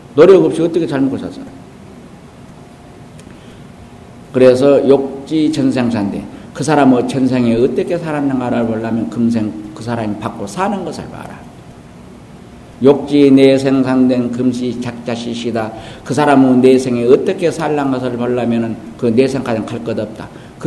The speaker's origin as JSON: {"language": "Korean", "region": "Jeolla", "country": "South Korea", "said": "내가 전라도 사람이요."}